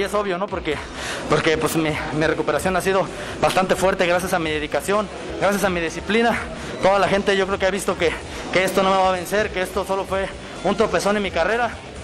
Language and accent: Spanish; Jalisco, Mexico; Soy de Jalisco, es mi tierra